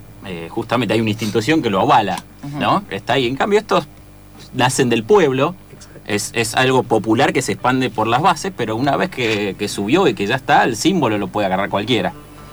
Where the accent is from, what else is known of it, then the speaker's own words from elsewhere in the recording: Salta, Argentina; Yo trabajé vendiendo cueros en el interior, soy de Salta y vendí por todo el Cuyo.